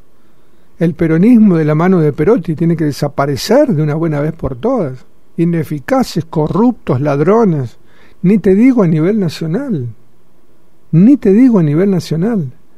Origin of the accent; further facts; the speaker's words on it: Argentina; Descubrió que ahora somos argentinos.